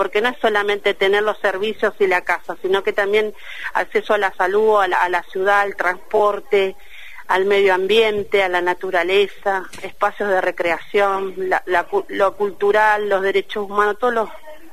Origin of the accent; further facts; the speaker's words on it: Ushuaia, Tierra del Fuego, Argentina; yo soy nacida y criada, se dice NIC, nacida y criada en Ushuaia, y esta problemática la vengo viendo de chica.